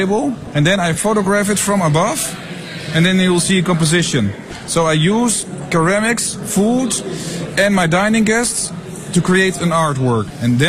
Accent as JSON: {"language": "English", "country": "Netherlands", "lives_now": "China", "said": "I'm from Holland."}